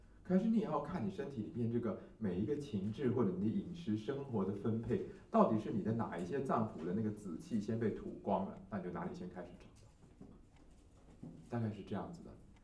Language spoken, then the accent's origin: Chinese; Taiwan; 所以我们台湾人的死亡的首位是大肠癌